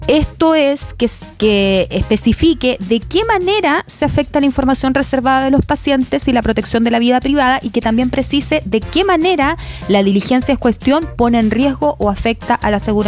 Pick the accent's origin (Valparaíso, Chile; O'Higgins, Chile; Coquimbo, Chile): Valparaíso, Chile; Viña del Mar; Cuando digo la verdad a veces y digo sí, soy de Viña, también cambio la universidad.